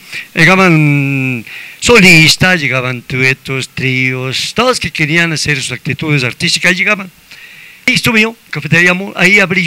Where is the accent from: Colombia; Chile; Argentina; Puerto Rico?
Argentina; Tengo amigos de Bolivia, amigos de México, amigos de Argentina también, porque soy argentino también.